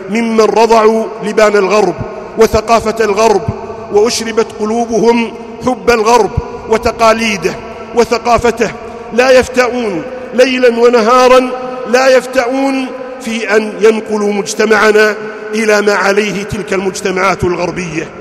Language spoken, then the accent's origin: Arabic; Saudi Arabia; أن يحفظ بلادنا المملكة العربية السعودية